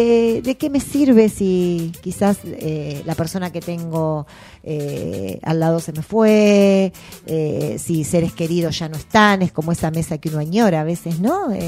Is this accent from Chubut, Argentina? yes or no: yes; Trelew, Chubut, Argentina; moved away; cuando he venido de Trelew, de mi pueblo, con mis compañeras de primaria, aquella cosa que nos acercaba y la emoción que nos acercaba era la carta.